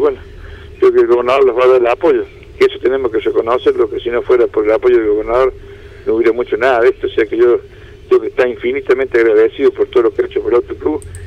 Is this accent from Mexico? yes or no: no; La Rioja, Argentina; con modestia aparte, como riojano, porque es un circuito que es natural